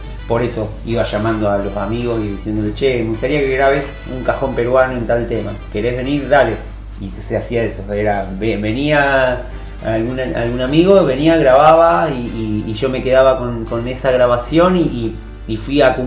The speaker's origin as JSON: {"language": "Spanish", "town": "Rosario", "region": "Santa Fe", "country": "Argentina", "tie": "born or raised there", "moved": "yes", "said": "Yo soy de Rosario, viví ahí hasta venirme acá"}